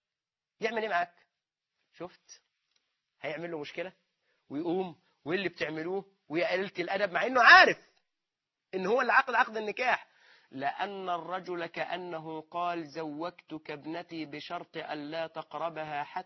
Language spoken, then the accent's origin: Arabic; Egypt; في شرط عرفي موجود بيننا نحن كمصريين